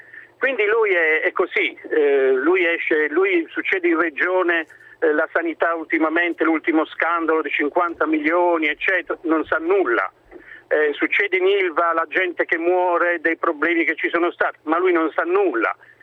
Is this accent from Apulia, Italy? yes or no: yes; Apulia, Italy; Io sono un pugliese, no?